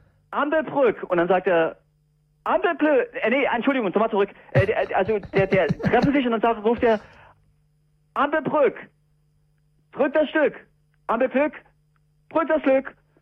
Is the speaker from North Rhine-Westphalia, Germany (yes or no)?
no; Saxony, Germany; Ich bin auch Sachse.